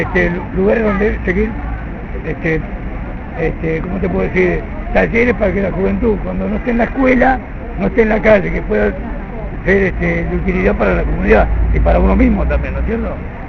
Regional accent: Tucumán, Argentina; Yo soy de Tucumán justamente

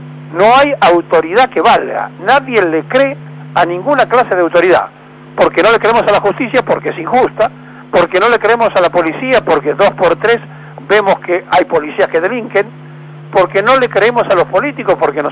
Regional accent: Argentina; porque además somos argentinos.

